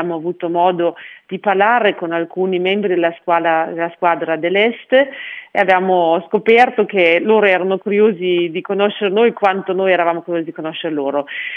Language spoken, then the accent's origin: Italian; Germany; questo paese, il mio paese d'origine, si potesse di nuovo mettere insieme, unificare, ecco.